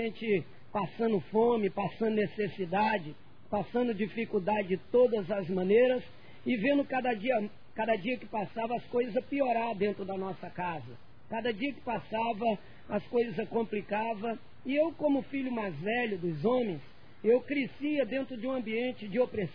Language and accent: Portuguese; Rio de Janeiro, Brazil; Eu sou natural do Rio de Janeiro … eu sou de uma família pobre lá do Rio de Janeiro, da Baixada Fluminense